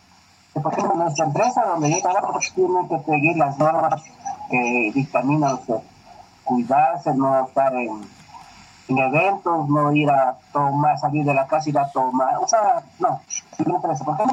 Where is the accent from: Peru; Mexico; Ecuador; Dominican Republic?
Ecuador; Nosotros somos tan ecuatorianos que no sabemos.